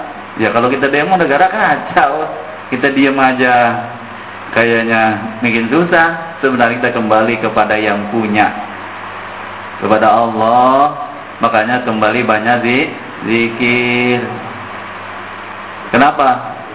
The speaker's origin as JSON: {"language": "Indonesian", "region": "Jakarta", "country": "Indonesia", "said": "Dan saya orang Betawi bilangnya begitu."}